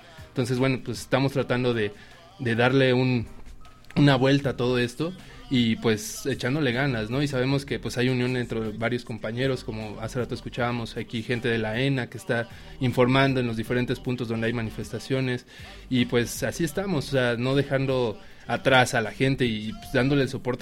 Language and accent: Spanish; Mexico; Somos mucho más mexicanos, somos millones de mexicanos